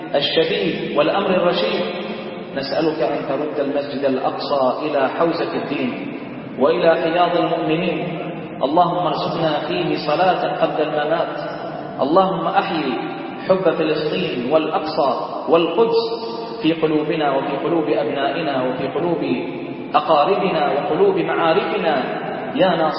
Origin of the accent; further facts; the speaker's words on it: Bahrain; اللهم احفظ بلدنا البحرين